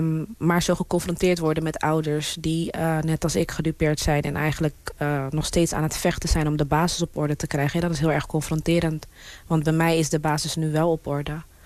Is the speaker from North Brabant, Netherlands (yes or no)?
no; Rotterdam, South Holland, Netherlands; ik kom uit een welgesteld gezin. Ik ben opgegroeid in Rotterdam. Hilgersberg is eigenlijk de Oud-Zuid van Rotterdam. Mijn vader had horecazaken, mijn moeder is maatschappelijk werker.